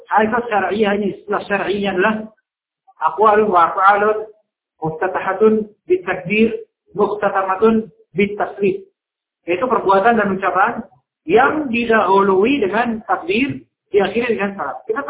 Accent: Jakarta, Indonesia; Nah, kemudian Saya orang Jakarta nggak ngerti, kan?

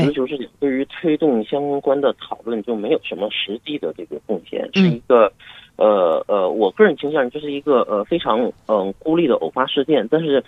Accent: China; 我们中国人的时间观念

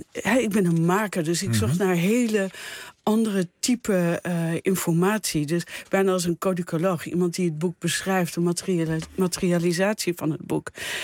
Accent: Netherlands; Nou, ik was eerst artist in residence in de American Academy in Rome. En dus als Nederlander in deze fantastische omgeving.

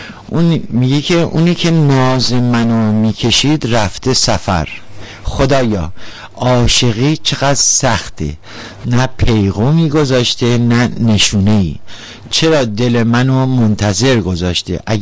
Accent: Iran; میگن مازندرانی هستم، ولی واقعیتش اینه که نمیدونم اهل کجام، ولی ایرانی هستم، افتخار میکنم که ایرانی هستم

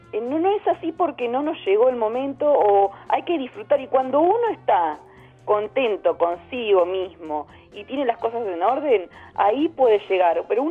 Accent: Chubut, Argentina; yo vengo del interior de Chubut

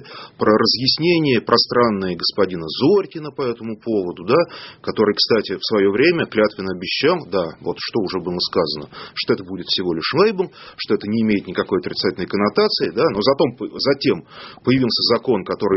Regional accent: Berendeyevka, Russia; А вот в моей родной деревне Берендеевка

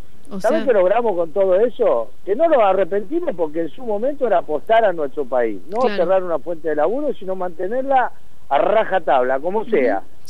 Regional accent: Bahía Blanca, Buenos Aires Province, Argentina; yo soy de la provincia, no soy de acá de Capital, soy de Bahía Blanca, en la provincia de Buenos Aires.

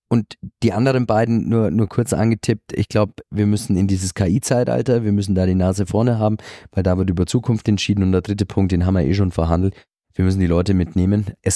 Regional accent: Bavaria, Germany; ich trete in Bayern etwas weniger, als Bayer in Berlin etwas weniger

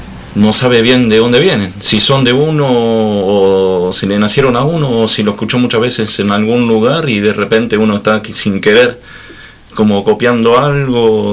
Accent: Trenque Lauquen, Buenos Aires Province, Argentina; De la provincia de Buenos Aires, una ciudad llamada Trenquelauquen.

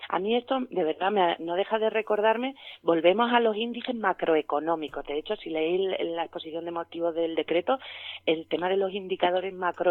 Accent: Andalusia, Spain; las víctimas, que somos la sociedad andaluza

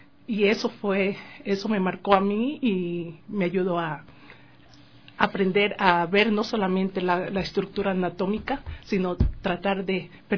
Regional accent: Ecuador; also born or lived in United States; Yo comencé desde muy temprana edad, aquí en mi tierra natal, Ecuador, como autodidacta.

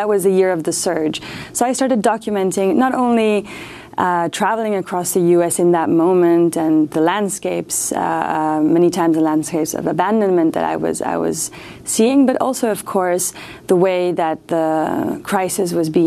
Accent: South Africa; also born or lived in Mexico; I was born in Mexico, but grew up in several countries, among them South Africa. Right, I arrived in South Africa right when Mandela became president

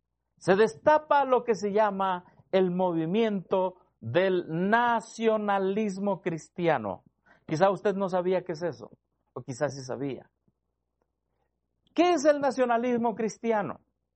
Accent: Mexico; Nosotros aquí como mexicanos los tenemos de vecinos.

